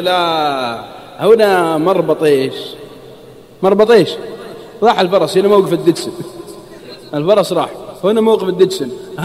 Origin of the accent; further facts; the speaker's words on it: Al-Qassim, Saudi Arabia; عندنا في القصيم يقول مالي شغل.